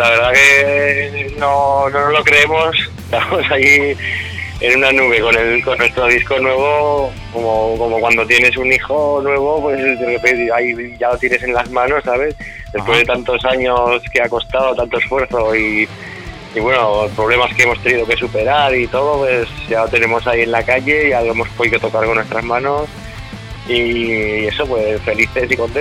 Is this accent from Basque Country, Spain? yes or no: no; Teruel, Aragon, Spain; tenemos canciones en catalán, porque aquí nosotros somos de aquí de Teruel, pero en nuestra zona, que es la Franja, es como que se habla pues ese idioma catalán, chapurreo, que quieren llamar algunos